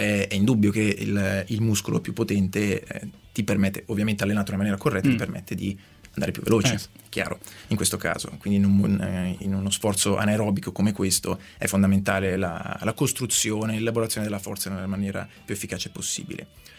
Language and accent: Italian; Saronno, Lombardy, Italy; ogni tanto ritorno a Saronno, la mia città natale, dove mi alleno